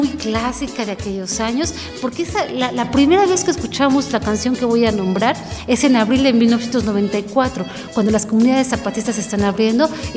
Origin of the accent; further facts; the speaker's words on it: Mexico; ya me siento identificada no nada más como periodista, sino como una mexicana más